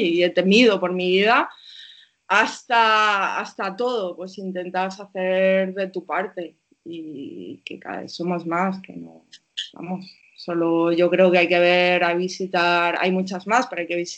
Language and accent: Spanish; Castile and León, Spain; Yo soy una persona que vengo de un pueblo de Castilla y León, de un pueblo de España profunda, y me considero, y con los años más, me considero una persona de pueblo, que soy feliz aquí con el tractor y soy feliz haciendo cosas de pueblo